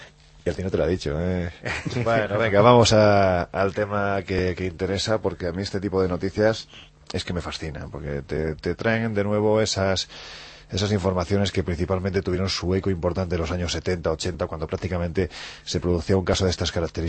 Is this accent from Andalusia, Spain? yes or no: yes; Andalusia, Spain; especialmente mi tierra Andalucía está en estos días absolutamente soliviantada